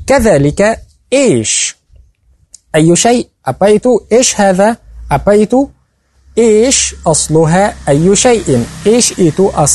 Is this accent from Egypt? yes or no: yes; Egypt; نحن في مصر نقول كمي دي مصير بلانج، أنا مصري